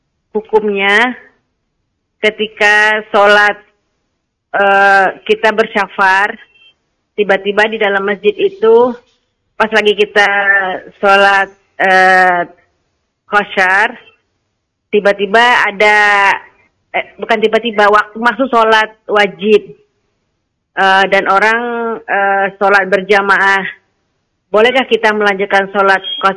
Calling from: Riau, Indonesia; Ustaz, saya dari Riau.

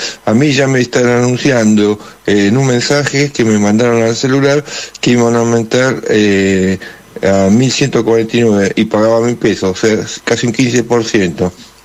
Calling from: Quilmes, Buenos Aires Province, Argentina; de Quilmes.

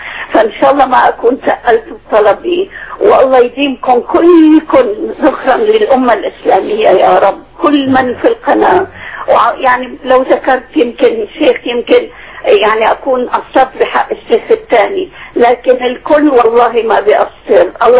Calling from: Qatar; أنا من قطر عم بتكلم.

